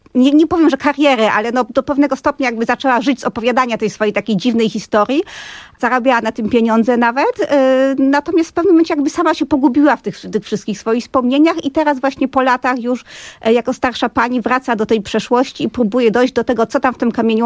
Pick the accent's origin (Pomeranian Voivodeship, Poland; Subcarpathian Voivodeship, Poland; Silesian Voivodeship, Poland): Silesian Voivodeship, Poland; Katowice; To jest w ogóle zabawne, bo ja jestem z Katowic, czyli z dużego miasta